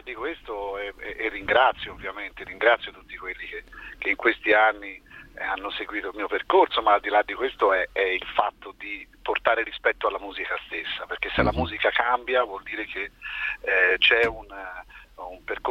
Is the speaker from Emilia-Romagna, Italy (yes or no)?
no; Tuscany, Italy; io sono Schietto perché sono toscano.